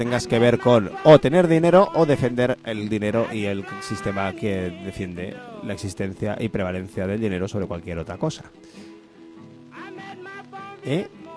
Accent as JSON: {"language": "Spanish", "region": "Catalonia", "country": "Spain", "said": "Mi presente, yo soy catalán."}